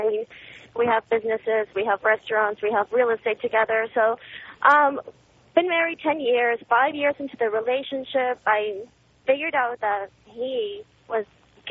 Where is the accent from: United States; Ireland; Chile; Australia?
Chile; English is a second language; My English is not perfect. I was raised in South America. I'm from Chile